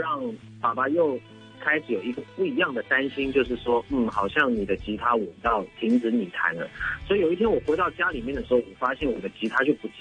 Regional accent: Sydney, New South Wales, Australia; now in Taipei, Taiwan; 因为我是从澳洲雪梨长大的嘛

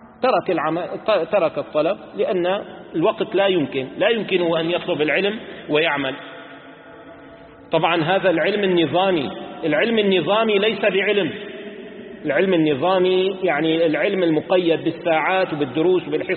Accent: Damascus, Damascus Governorate, Syria; عندنا بدمشق طعام طيب جميل

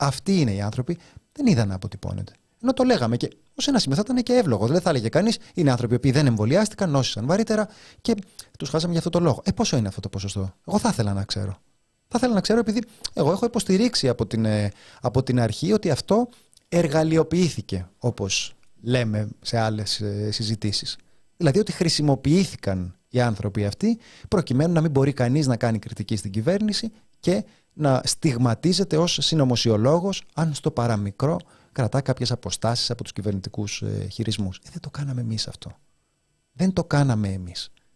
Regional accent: Kokkinia, Attica, Greece; Εγώ, ένα φτωχό λαϊκό παιδί, είμαι από την Κοκκινιά

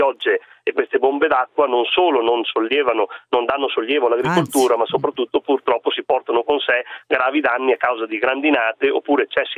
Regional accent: Emilia-Romagna, Italy

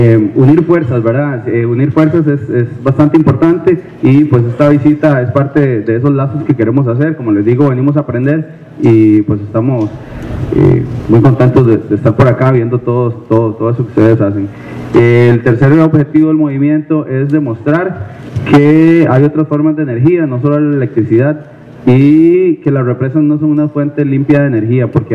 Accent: Turrialba, Cartago, Costa Rica; vengo de Costa Rica, de un pueblo que se llama Turrialba

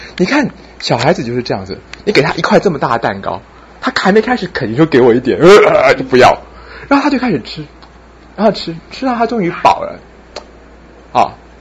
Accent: China; 像我们中国人要恢复赤子之心

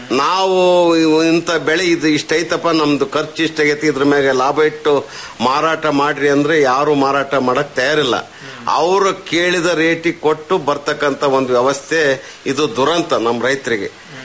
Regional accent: Karnataka, India; ಇಲ್ಲ, ನಮ್ಮೂರು ಚಿಕ್ಕ ಗ್ರಾಮ ಆಗಿರೋದ್ರಿಂದ ಹಾಲು ಉತ್ಪಾದನೆ ಮಾಡ್ತೀವಿ. ಇಲ್ಲೇ ಪಕ್ಕದಲ್ಲಿ ಉಚ್ಚವನಹಳ್ಳಿ ಅಂತ ಇದೆ, ಮಾಯಿಕೊಂಡೆ ಇದೆ

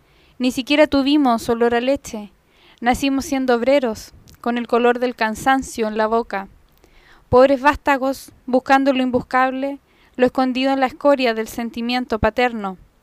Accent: Nos, Santiago Metropolitan Region, Chile; nacida y criada en Nos hace 31 años, casi 32.

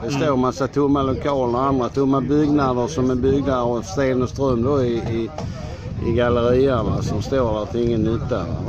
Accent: Malmö, Skåne, Sweden; born there; jag är född i Malmö, va? Även om jag har bott här nu ett antal år.

